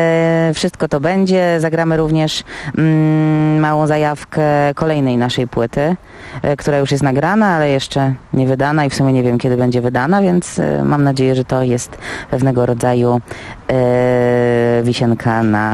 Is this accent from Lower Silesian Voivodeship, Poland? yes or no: no; Warsaw, Masovian Voivodeship, Poland; zawsze granie w Warszawie, w związku z tym, że jestem rdzenną warszawianką